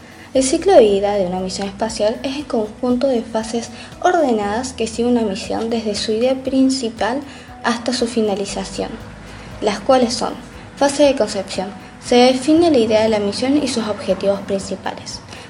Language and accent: Spanish; Córdoba, Argentina; soy de Córdoba, Argentina